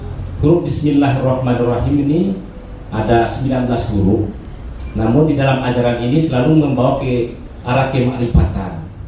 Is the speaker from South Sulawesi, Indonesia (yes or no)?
no; Batujajar, West Java, Indonesia; Kami dari Batu Jajar Bandung.